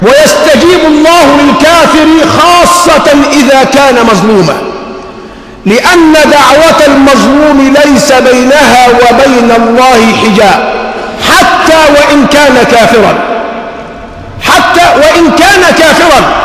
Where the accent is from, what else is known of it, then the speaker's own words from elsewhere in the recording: Egypt; نحن كمصريين حصرنا المصائب في الموت فقط